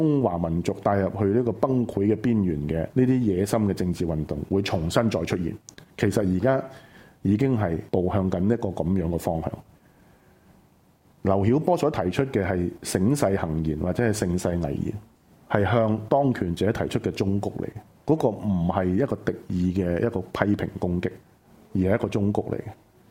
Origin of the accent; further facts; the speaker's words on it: Hong Kong; 是我们香港人由小到大都拥抱的一个做人的基本价值观